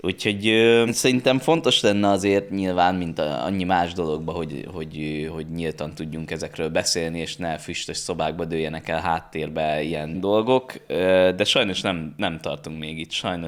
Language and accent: Hungarian; Esztergom, Komárom-Esztergom, Hungary; Én azokra gondoltam, hogy Eszterum Kertvárosban nőttem föl